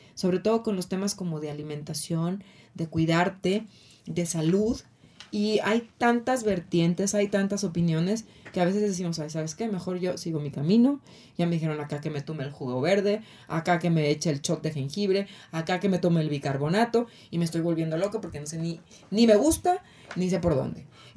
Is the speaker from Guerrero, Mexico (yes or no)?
yes; Acapulco, Guerrero, Mexico; Y él vive en Guadalajara, aunque crecimos en Acapulco.